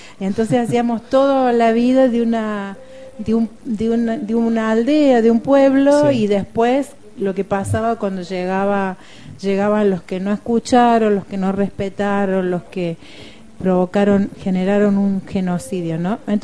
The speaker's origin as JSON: {"language": "Spanish", "region": "Córdoba", "country": "Argentina", "said": "Yo soy cordobesa, nací en Córdoba. Córdoba está dentro de un país que se llama Argentina, y Argentina está dentro de un continente que se llama América Latina. Yo me siento latinoamericana."}